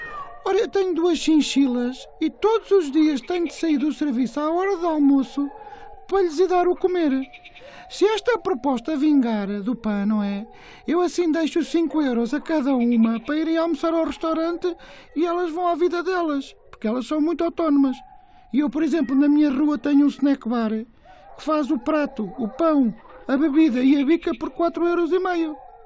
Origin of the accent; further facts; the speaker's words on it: Moscavide, Lisbon, Portugal; tenho 49 anos e sou de Moscavide.